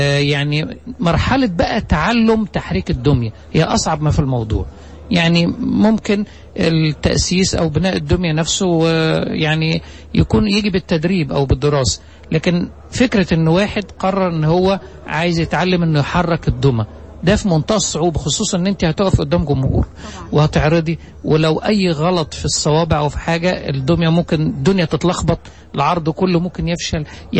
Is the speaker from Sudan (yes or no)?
no; Egypt; مثال مشهور عندنا في مصر